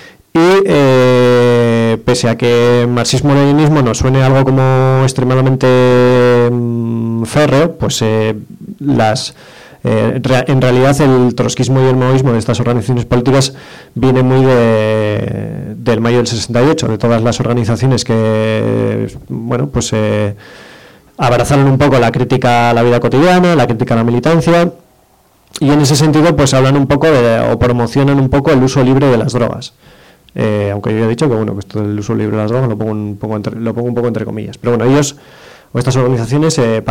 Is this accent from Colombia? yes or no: no; Basque Country, Spain; Como vengo a hablar de Euskal Herria, pues hablo de lo mío.